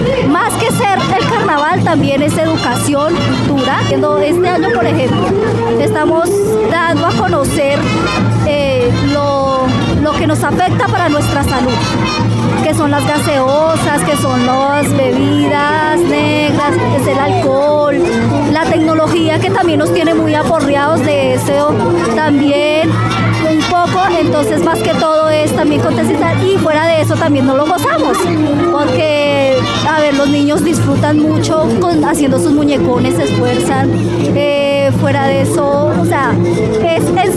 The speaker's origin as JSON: {"language": "Spanish", "region": "Meta", "country": "Colombia", "said": "Vengo del Meta y este carnaval es para ese espacio"}